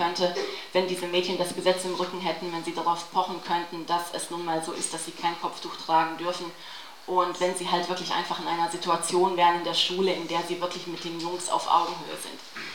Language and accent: German; Bosnia & Herzegovina; also ich selber bin ja aus Bosnien, wo ja der Islam auch eine tragende Religion ist.